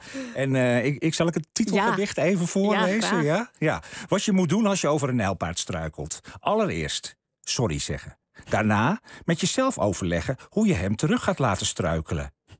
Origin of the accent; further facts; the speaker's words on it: Friesland, Netherlands; Nou, ik ben een Fries jongetje. Ik woon in Heerenveen.